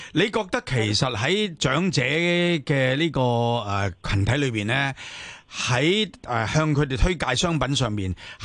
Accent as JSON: {"language": "Cantonese", "country": "Hong Kong", "said": "我哋中国人角度嚟讲，当然好重视就系你我哋中国人同埋我哋中国香港公民角度讲"}